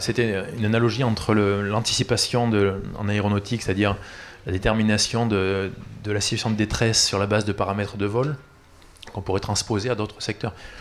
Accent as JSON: {"language": "French", "town": "Toulouse", "region": "Occitanie", "country": "France", "said": "moi je suis toulousain"}